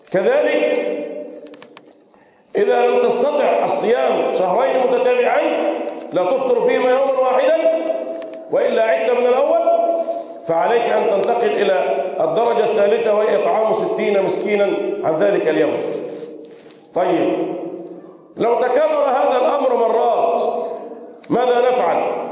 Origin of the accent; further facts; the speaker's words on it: Egypt; اللهم احفظ بلدنا مصر